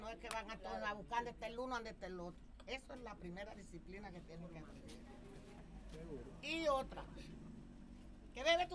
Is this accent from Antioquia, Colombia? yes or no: no; San Cayetano, Bolívar, Colombia; Ni en San Cayetano, que es mi tierra.